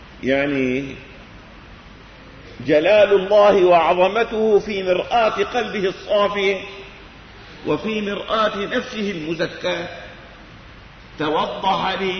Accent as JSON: {"language": "Arabic", "country": "Syria", "said": "لكن في منهم من اللي عندنا بسوريا بيغالوا."}